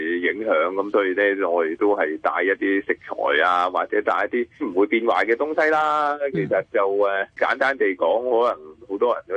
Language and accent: Cantonese; China; 咁所以呢我哋中国人就系好聪明嘅